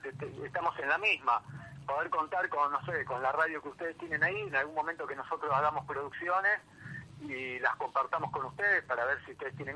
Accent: Pilar, Buenos Aires Province, Argentina; also born or lived in Brazil; Yo soy de Pilar.

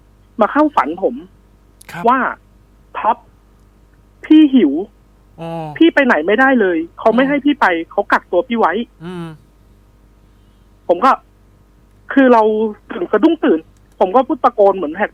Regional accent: Nakhon Nayok, Thailand; now in Lampang, Thailand; ผมเนี่ยเป็นคนนครนายกครับแต่มาได้เมียเพิ่งย้ายมาอยู่ลำปางได้ประมาณ4ปีครับ

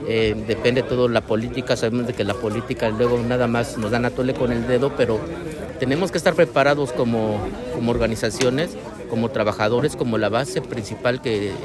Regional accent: California, United States; Soy del norte de California, un pueblito llamado Greyton en Santa Rosa.

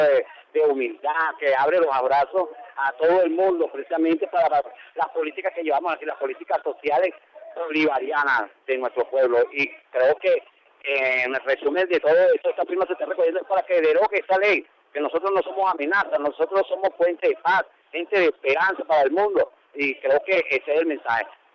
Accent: Venezuela; como venezolano, como patriota de este país

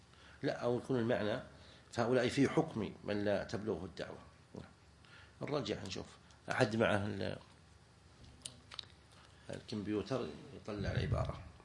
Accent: Najd, Saudi Arabia; يعني عندنا في نجد الأب يجعلون يلحقون به ألف التعريف.

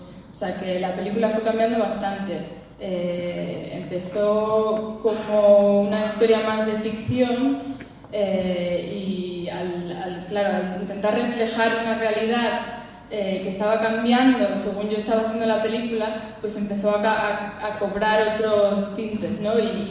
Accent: Asturias, Spain; Sobre todo cuando yo crecí en la cuenca, pues recuerdo muchas huelgas, el movimiento obrero era muy grande

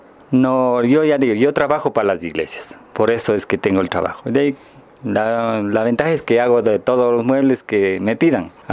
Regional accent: San Pablo, Imbabura, Ecuador; yo como sanpaoleño tengo el orgullo de haber realizado el altar de aquí, de mi iglesia, de mi pueblo.

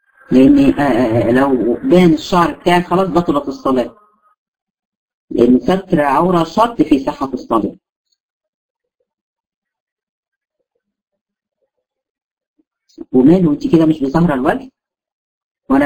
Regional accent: Egypt; او اللي عندنا في مصر الصعايده

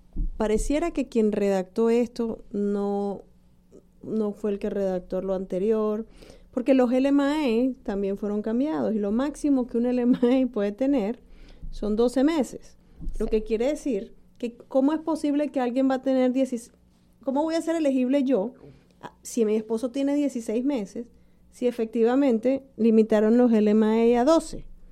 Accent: Ecuador; no, yo soy ecuatoriano, no.

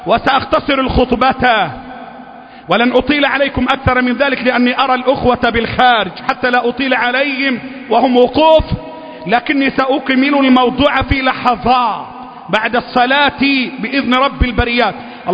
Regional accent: Egypt; اللهم احفظ بلدنا مصر، اللهم احفظ الموحدين فيها،

